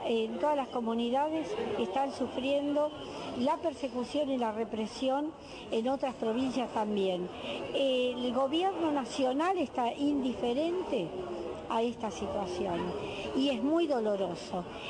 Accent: Argentina; Como argentina me da vergüenza

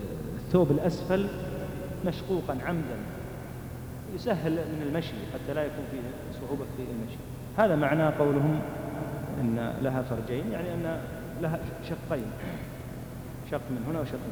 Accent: Saudi Arabia; موجود ولا يزال موجودا لكنه قليل استخدامه بالذات عندنا في المملكة

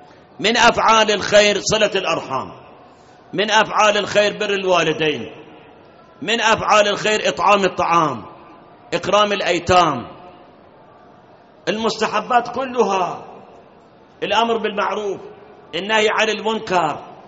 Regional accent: Iraq; فد مرة ركبنا سيارة تاكسي في مكة، عرف إحنا عراقيين

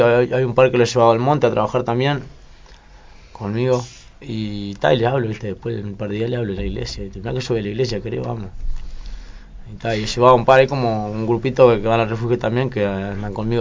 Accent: Las Piedras, Canelones, Uruguay; born there; Yo nací en Las Piedras, Canelones.

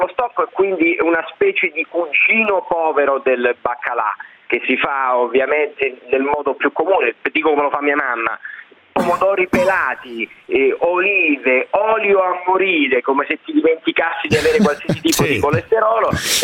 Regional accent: Marina di Gioiosa Ionica, Calabria, Italy; io che sono nato e vissuto a Marina di Gioiosa Ionica, a 45 km alla Nduia

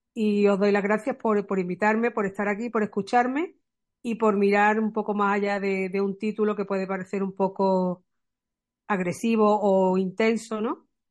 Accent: Málaga, Andalusia, Spain; soy malagueña

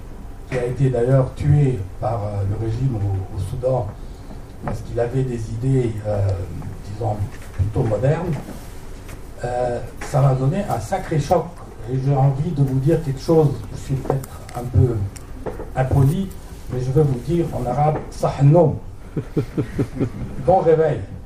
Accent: Egypt; Je suis un Suisse beurre puisque je suis arrivé en Égypte en 1948. J'ai été éduqué en Égypte.

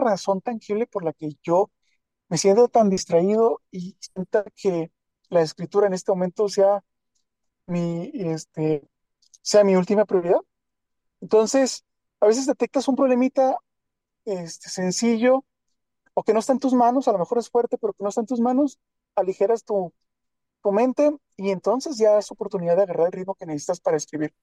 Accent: Chihuahua, Mexico; yo soy de Chihuahua, México, y acá cuando yo estaba en la secundaria, hace bastante tiempo, 97 por ahí

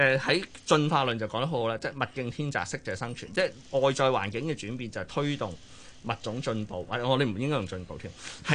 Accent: Fujian, China; 因為福建人周圍去啦，即係我是福建人，即係航海周圍去噶嘛

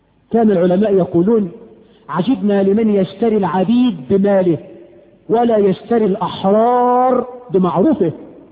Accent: Egypt

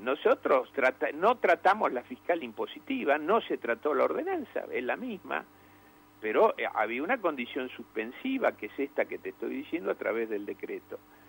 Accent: Loma Negra, Buenos Aires Province, Argentina; vos sabés que soy de Loma Negra, sé cómo es el sentimiento profundo.

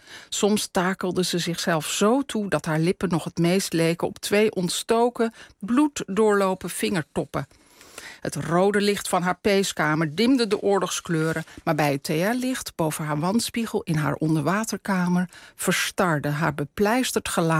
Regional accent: North Holland, Netherlands; Ik kom zelf ook uit West-Friesland. Ja. Dus ik ken het allemaal uit mijn eigen jeugd.

